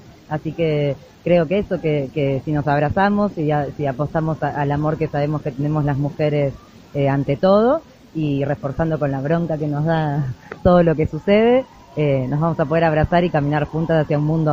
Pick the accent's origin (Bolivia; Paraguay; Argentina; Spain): Argentina; southern Argentina; soy del sur de Argentina